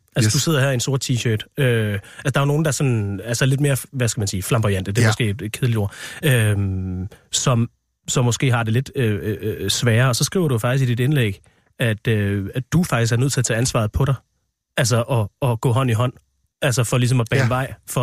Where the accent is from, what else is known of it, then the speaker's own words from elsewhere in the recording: Central Denmark Region, Denmark; also born or lived in Aarhus; now in Copenhagen, Denmark; jeg er jo selv fra Vestjylland, og der var jeg fra.